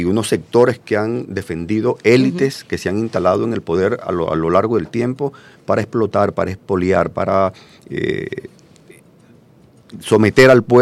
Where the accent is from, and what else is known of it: Venezuela